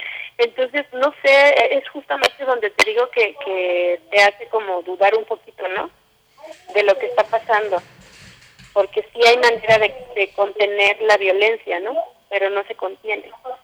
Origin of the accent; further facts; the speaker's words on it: Iztapalapa, Mexico City, Mexico; Los grafitis que salen ahí están por mi casa, nosotros somos de Iztapalapa.